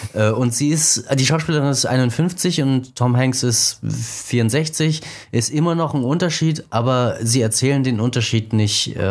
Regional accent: Germany; ich als Deutscher, der ich eigentlich keine Ahnung habe

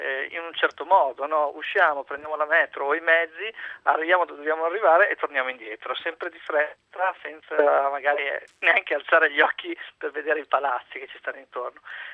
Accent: Mantua, Lombardy, Italy; now in Milan, Italy; io sono originario di Mantova, vivo a Milano da 10 anni

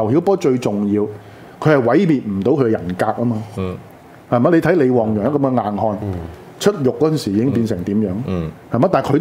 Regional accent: Hong Kong; 由幾時開始，我哋香港人係會用功利到現實到一個地步

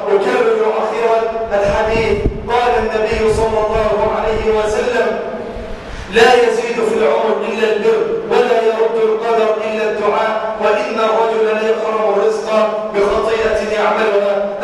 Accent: Egypt; اللهم اجعل بلادنا مصر عنا الأمانة، سخاء رخاء،

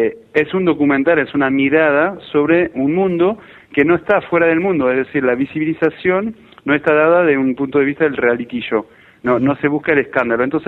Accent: France; Spanish is a second language; now in Argentina; yo vengo de Francia, hace 10 años que vivo acá, sinceramente es un paso histórico, porque yo nunca te hubiera dicho hace 10 años que pasaría esto y en este país, y yo llegué en el 2001

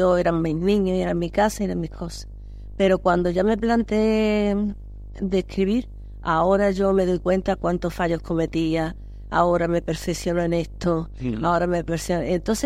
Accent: Málaga, Andalusia, Spain; muchas cosas a mi tierra. O sea, es que son cosas que me nacen, me brotan

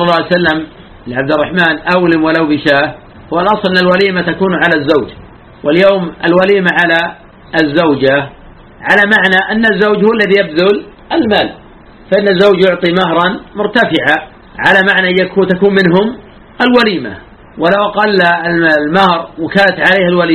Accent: Najd, Saudi Arabia; كما يفعل الآن بعض الناس في عادة عندنا في نجد

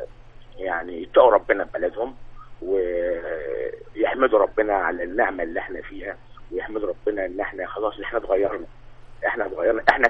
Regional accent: Egypt; لا ده احنا مصريين

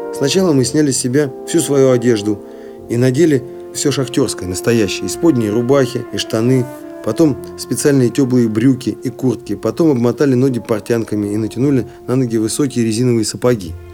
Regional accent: Siberia, Russia; только тогда, когда выехал в шахтерский город в 100 километрах от областного центра, то есть от моего родного города

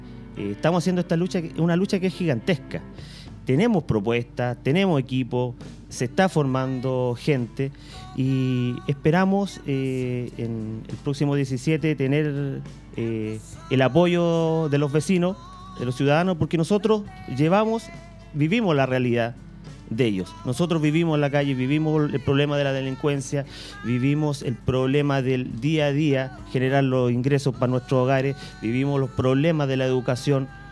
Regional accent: Puente Alto, Santiago Metropolitan Region, Chile; born there; Con mucho orgullo estoy acá en Maipú, porque yo nací en Maipú. O sea, en Puente Alto. Aquí en Puente Alto, en el tranque.

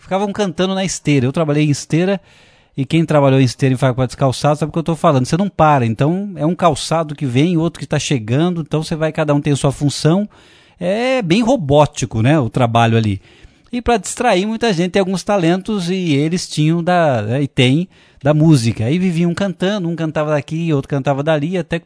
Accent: Franca, São Paulo, Brazil; envolvendo a empresa de transporte lá de Franca, minha terra querida.

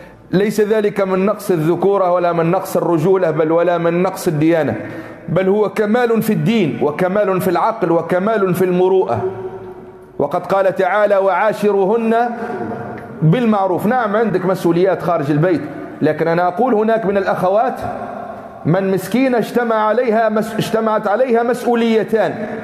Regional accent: Tunisia; اعتدنا في بعض المناطق عندنا في تونس يوم العيد تهدى المرأة هدية يسموها هدية الماء والملح

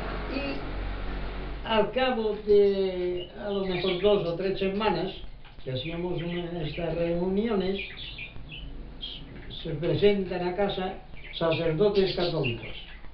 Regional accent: Inca, Balearic Islands, Spain; also born or lived in Palma; En Mallorca hay un pueblo, casi en el centro, de la isla que se dice Inca. Uh-huh. Yo nací en Inca.

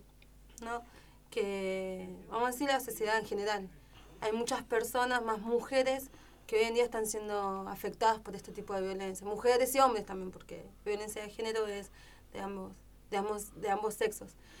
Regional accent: Floresta, Buenos Aires, Argentina; No, yo soy de Floresta.

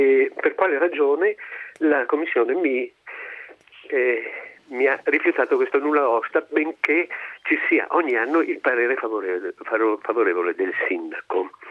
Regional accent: Castion, Veneto, Italy; mi rendevo conto che creava un disagio alla popolazione del mio paese. Il paese si chiama Castion e è a 3 chilometri circa dalla città di Belluno

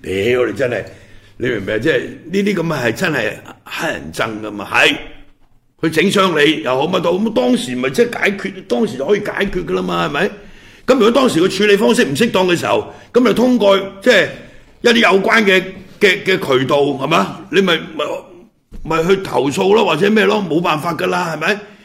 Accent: Hong Kong; 我哋系香港人

